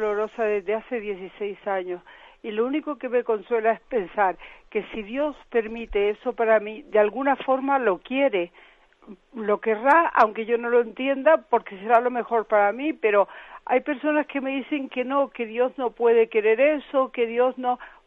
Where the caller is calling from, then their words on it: Madrid, Community of Madrid, Spain; Buenos días, Monseñor. … de Madrid.